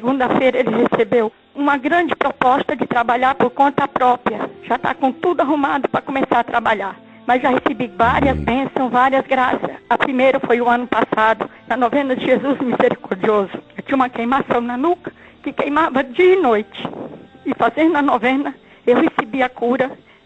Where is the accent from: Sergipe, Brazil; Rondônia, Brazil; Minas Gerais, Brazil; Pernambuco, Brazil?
Rondônia, Brazil; Ji-Paraná; sou de Ji, Paraná, Rondônia.